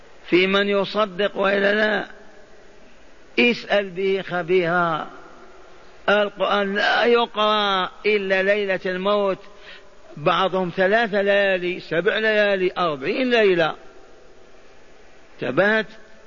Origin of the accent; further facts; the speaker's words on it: Algeria; عندنا في الجزائر الجامع الكبير،